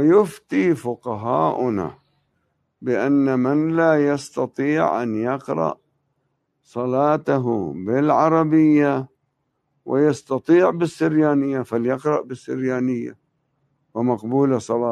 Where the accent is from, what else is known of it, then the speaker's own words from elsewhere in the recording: Tebnine, Nabatieh Governorate, Lebanon; في الجبل كانت قلاع قليلة، والمعروف منها قلعة تبنين، هذه هي قريتنا